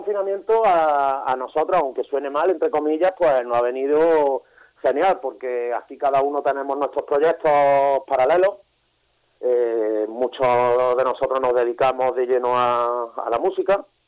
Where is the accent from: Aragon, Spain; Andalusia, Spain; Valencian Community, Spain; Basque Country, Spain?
Andalusia, Spain; Córdoba; De Córdoba, Córdoba.